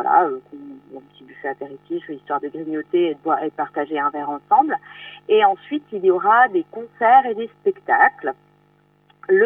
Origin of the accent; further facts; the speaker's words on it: Brittany, France; Moi, je suis originaire de Vannier, … de Bretagne